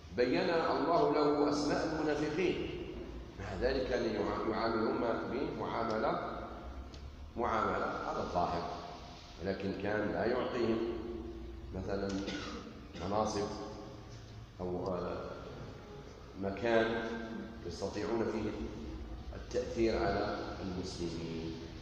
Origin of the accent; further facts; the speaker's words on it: Algeria; يعني عندنا في الجزائر يستعمل كلمة الشيات،